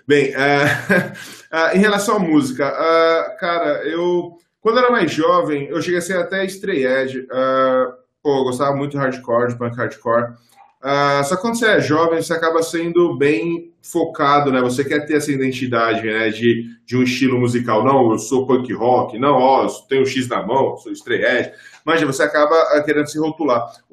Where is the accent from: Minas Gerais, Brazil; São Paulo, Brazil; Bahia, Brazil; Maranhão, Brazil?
São Paulo, Brazil; eu cresci em periferia aqui em São Paulo.